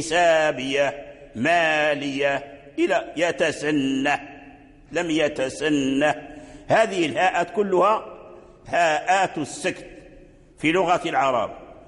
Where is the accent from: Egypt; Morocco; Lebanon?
Morocco; إلا أننا نحن في المغرب نقرأ بوجه الإسكان